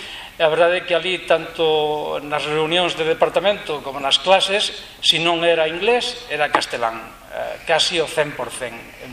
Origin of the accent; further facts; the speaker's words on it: Jaén, Andalusia, Spain; Galician is a second language; now in Galicia, Spain; son de Jaén. Estou vivendo aquí en Galicia dende o ano 95, vai para 14 anos. Cando viña a vivir a Galicia, tomei a determinación de falar galego